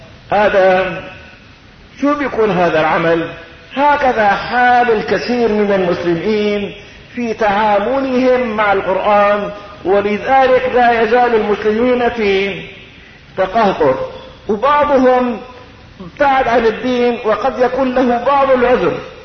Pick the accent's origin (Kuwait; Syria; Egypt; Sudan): Syria; وعندنا بالشام كما في كليات